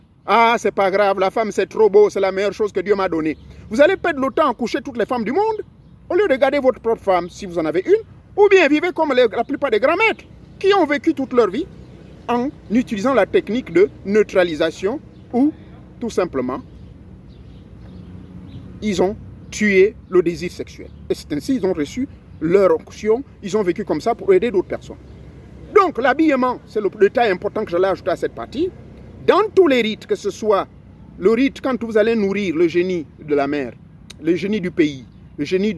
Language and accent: French; Gabon; Chez moi au Gabon